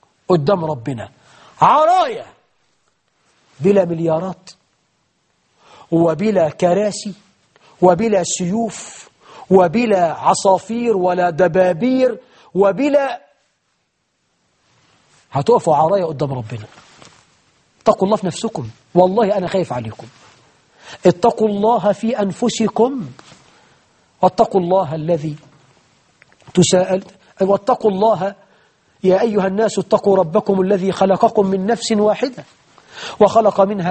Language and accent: Arabic; Egypt; عندنا في مصر 12 مليون عانس في ظل حكمكم المبارك